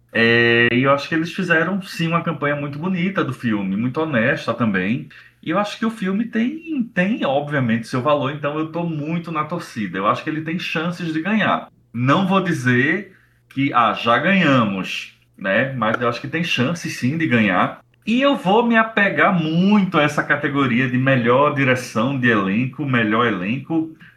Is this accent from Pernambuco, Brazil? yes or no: yes; Recife, Pernambuco, Brazil; eu pernambucano, recifense, cresci no São Luís